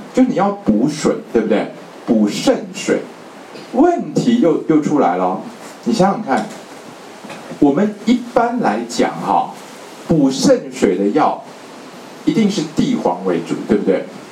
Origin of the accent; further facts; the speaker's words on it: China; 就是我们中国人的五行是土克水，对不对？